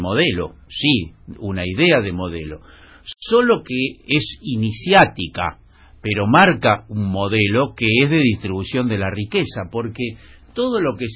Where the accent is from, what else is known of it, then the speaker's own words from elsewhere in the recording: Colegiales, Buenos Aires, Argentina; born there; soy fana del barrio en que nací, de Colegiales, y ahora, bueno, de este en el que estoy hace 30 años.